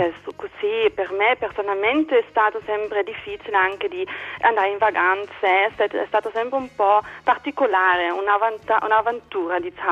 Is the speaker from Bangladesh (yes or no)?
no; Berlin, Germany; Italian is a second language; sono berlinese, sono nata qui a Ovest.